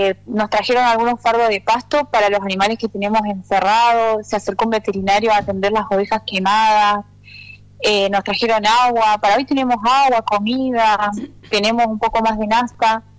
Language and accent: Spanish; El Maitén, Chubut, Argentina; yo soy de Maitén, mi love está allá, mi raíz es de ahí, mi amor más grande está en la comunidad, pero hoy yo estoy desarrollando mi vida acá